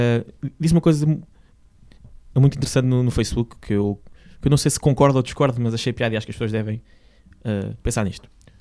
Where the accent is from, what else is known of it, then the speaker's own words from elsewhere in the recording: Portugal; born there; Eu nasci num país que fica ao lado de Espanha, que se chama Portugal